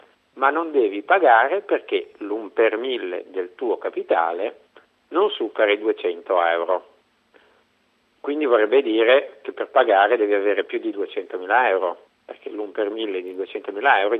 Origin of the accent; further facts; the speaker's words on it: Genoa, Liguria, Italy; sono di Genova.